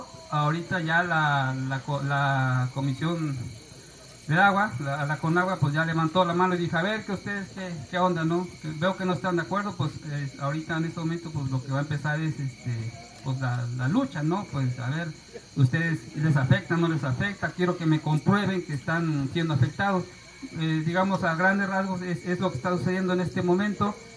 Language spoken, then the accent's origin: Spanish; Jalcomulco, Veracruz, Mexico; venimos de Calcomulco, Veracruz, estamos a 40 minutos más o menos de la capital, Jalapa.